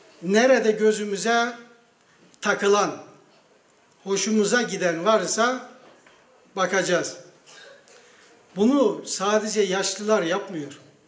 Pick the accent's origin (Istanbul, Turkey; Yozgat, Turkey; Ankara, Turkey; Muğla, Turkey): Yozgat, Turkey; Şayet sıkılmazsanız, biraz Yozgatlıyım, böyle sakin durduğuma bakmayın.